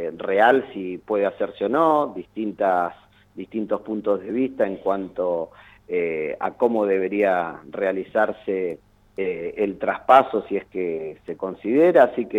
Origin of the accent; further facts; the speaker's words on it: Mar del Plata, Buenos Aires Province, Argentina; Nosotros, más allá de eso, como siempre decimos, somos de Mar del Plata, queremos lo mejor para la ciudad